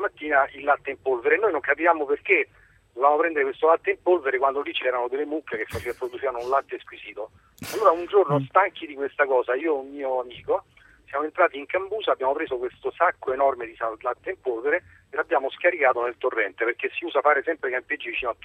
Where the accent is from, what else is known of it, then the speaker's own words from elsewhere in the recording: Rome, Lazio, Italy; Italia, io sono di Roma.